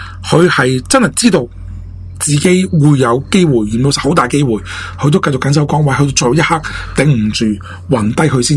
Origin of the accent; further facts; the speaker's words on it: Hong Kong; 即系身为香港人咧，都以佢哋为荣